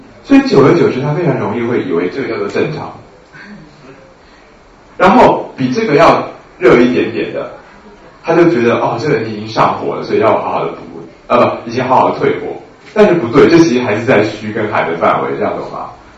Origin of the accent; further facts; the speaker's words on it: Taiwan; 因为我们台湾人普遍来讲脉都很虚啊。我觉得我们台湾的这种阴阳虚实是有坐标偏离的现象